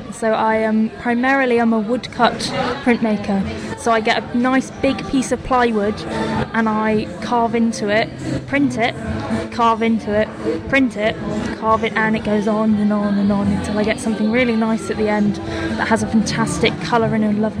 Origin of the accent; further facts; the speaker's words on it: Torquay, South West England, United Kingdom; moved away as an adult; now in Falmouth, United Kingdom; I'm from Torquay originally. Torquay.